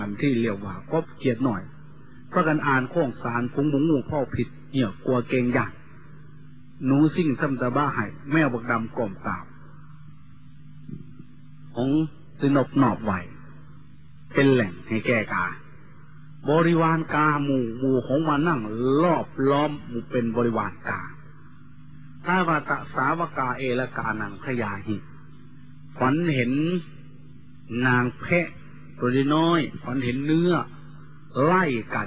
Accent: Isan, Thailand; โดยเฉพาะพี่น้องชาวอีสานเราทุกข์ยากลำบากกว่าชาติอื่นทุกอย่างลำบากกว่าแหล่งอื่นที่สุด

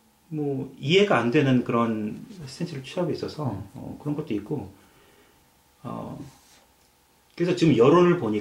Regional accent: Seoul, South Korea; now in United Kingdom; 저는 어릴 적에 한국에 살아서 뭐 투표권도 없었고 정치에 관심이 없었는데 그분 어떻게 기억하냐면은 제가 이제 관악구에 살아서 저희 지역구였어요

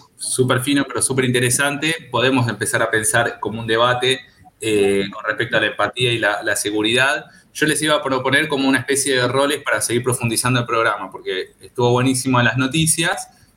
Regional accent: Flores, Buenos Aires, Argentina; born there; yo nací en Flores, ¿no? En el 85, entonces era adolescente en el 2001, en plena crisis

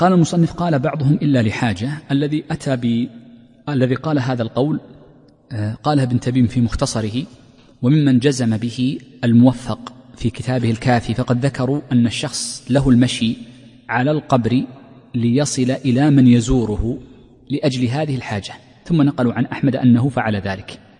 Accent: Saudi Arabia; وفي جنوبها أيضا عندنا في تهامة موجود مدافن حجرية.

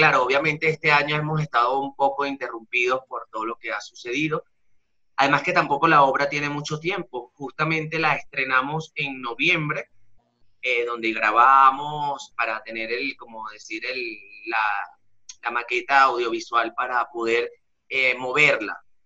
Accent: Venezuela; moved away as an adult; soy un artista venezolano, justamente en este mes de junio cumplo 3 años en el país

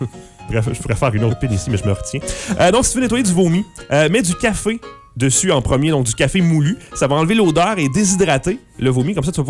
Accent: France; Ah ben, je suis français. Je suis français.

